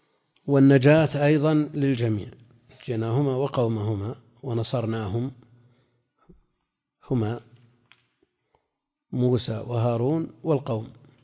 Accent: Najd, Saudi Arabia; عندنا في نجد

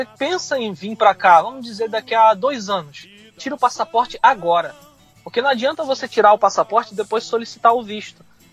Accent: Rio de Janeiro, Brazil; now in United States; eu fui criado no Rio de Janeiro, em favela, entendeu?

